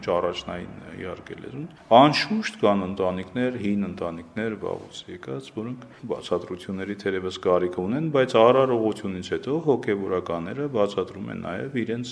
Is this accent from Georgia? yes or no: yes; Georgia; Ես ծնվել եմ Վրաստանում եւ գնացել եմ Վրաստանում հայկական դպրոց, ավարտել եմ այդ դպրոց